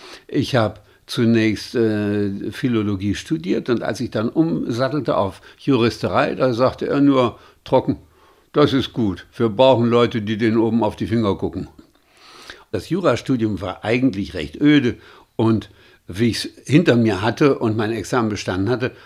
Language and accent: German; Magdeburg, Saxony-Anhalt, Germany; born there; also born or lived in Düsseldorf; aber dann bin ich eben zunächst in Magdeburg zur Welt gekommen, dann haben wir kurz in Düsseldorf gelebt